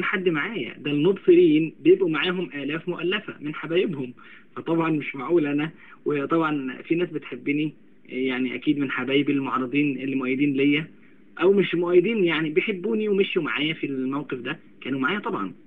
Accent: Sharqia Governorate, Egypt; انا من الشرقيه وهي من الغربيه

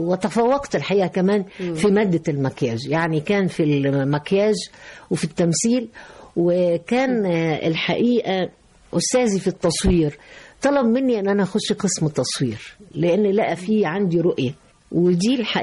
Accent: Egypt; لكن في النهاية احنا بنحمل جوانا، انا مش عايز اقول الشركسي وإلى آخره، لكن عايز اقول ان انا مصرية 100%.

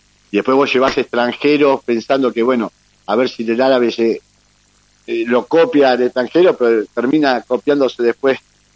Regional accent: Avellaneda, Buenos Aires Province, Argentina; born there; nací en Avellaneda, iba caminando en vez de tomar un colectivo

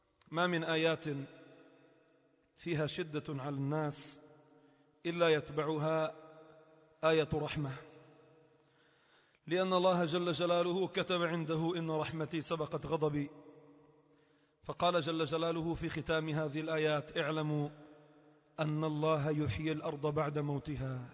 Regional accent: Lebanon; إذا ابتلاءات مصبوبة على الأمة عموما وعلى بلدنا لبنان خصوصا

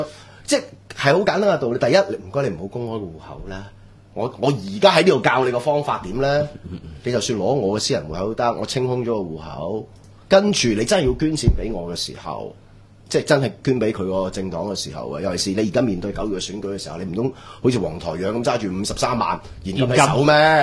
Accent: China; 話曬我係中國人嚟㗎嘛，唔係鬼佬記者啊嘛，

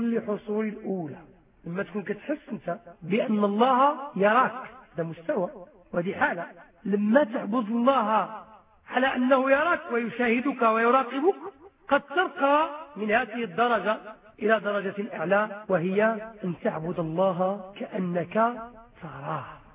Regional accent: Morocco; هذا هو الإنسان العادي عندنا في المغرب

